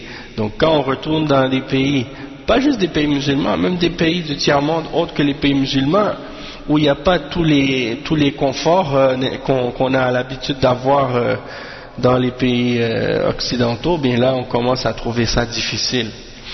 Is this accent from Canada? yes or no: yes; Canada; born there; moi je suis né ici, je suis né au Canada